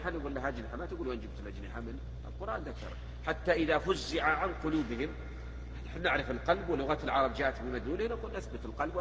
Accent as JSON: {"language": "Arabic", "country": "Egypt", "said": "فالمرأة تلبس ما يسمى عندنا في مصر بالمعصم"}